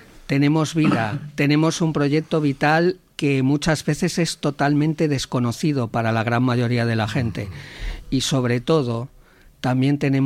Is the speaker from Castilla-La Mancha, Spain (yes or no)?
no; Valladolid, Castile and León, Spain; Y yo soy migrante interno, ¿eh? Yo, mi ciudad natal es Valladolid y ya ves dónde estoy.